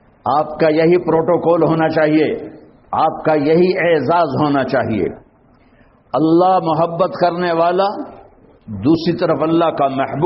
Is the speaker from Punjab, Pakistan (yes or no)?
yes; Tulamba, Punjab, Pakistan; ہمارا تلمبا قصبہ ہے, اس کے ساتھ میرا گاؤں ہے اور ایک لاکھ کی آبادی کا چھوٹا سا شہر ہے.